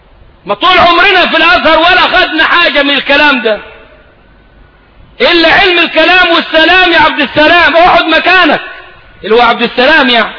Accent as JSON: {"language": "Arabic", "country": "Egypt", "said": "ده مفتاح كلامنا كمصريين"}